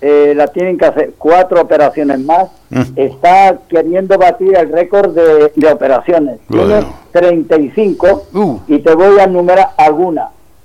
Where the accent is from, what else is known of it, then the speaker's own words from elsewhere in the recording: Andújar, Andalusia, Spain; No, soy de Andújar.